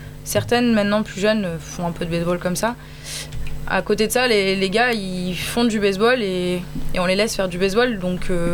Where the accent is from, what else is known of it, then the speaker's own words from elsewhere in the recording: Lyon, Auvergne-Rhône-Alpes, France; Je suis originaire de Lyon, chez moi c'était pas possible.